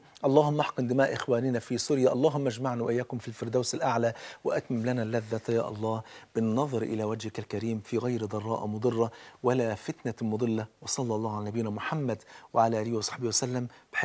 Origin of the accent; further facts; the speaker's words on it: Egypt; بلدنا مصر ام الدنيا